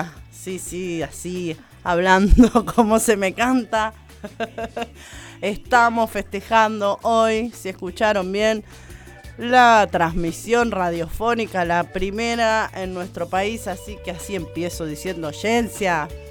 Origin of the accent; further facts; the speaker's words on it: Argentina; porque como somos los argentinos